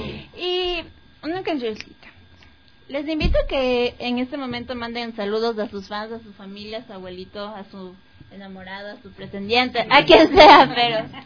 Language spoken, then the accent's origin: Spanish; Cayambe, Pichincha, Ecuador; Les cuento, yo soy de Cayambe, mi familia es de Cayambe, entonces cada julio...